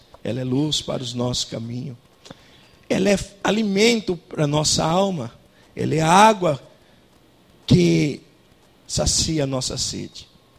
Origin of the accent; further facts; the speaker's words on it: Estrela do Norte, São Paulo, Brazil; nós somos de Estrela do Norte, uma cidade que fica na divisa com o Paraná, já ali do outro lado, a 18 quilômetros, já é o Paraná, né?